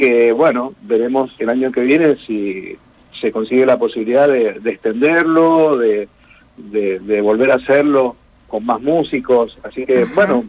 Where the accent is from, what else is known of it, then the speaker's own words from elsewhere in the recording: Mendoza, Argentina; now in Mar del Plata, Argentina; Yo, si bien hace muchos años que estoy acá, soy de Mendoza.